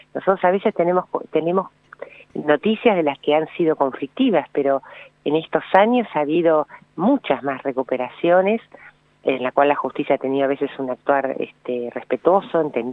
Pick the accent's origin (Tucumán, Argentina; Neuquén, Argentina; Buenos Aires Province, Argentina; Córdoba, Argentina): Buenos Aires Province, Argentina; Bahía Blanca; Yo soy de Bahía Blanca, solía venir de jovencita mucho a Bariloche